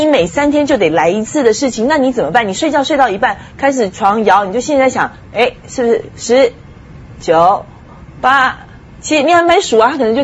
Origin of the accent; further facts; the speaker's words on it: Taiwan; 我从小在台湾长大，就是说，其实，在台湾人其实挺可怜的